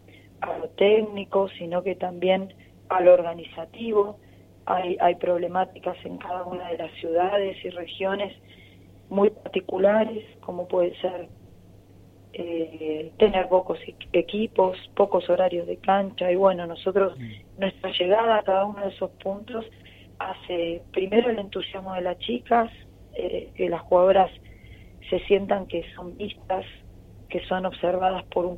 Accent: Argentina; nosotros, como bien argentino, vamos a ir a jugar el partido

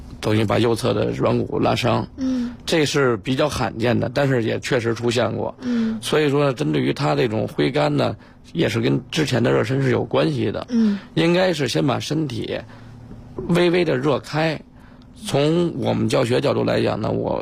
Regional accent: China; 因为呢，这个高尔夫实际上我认为是挺适合我们中国人打的。

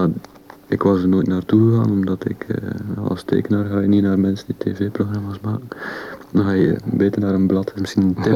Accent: Belgium; Vooral omdat ik als Belg en Frans.

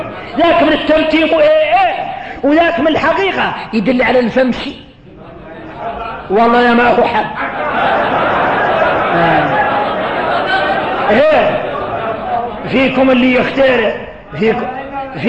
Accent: Mauritania; احنا موريتاني احنا موريتاني

